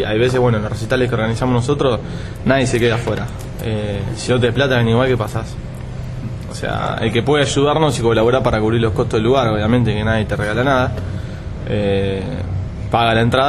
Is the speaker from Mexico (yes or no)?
no; Temperley, Buenos Aires Province, Argentina; Somos tres hermanos de Temperley, una provincia del sur de la capital.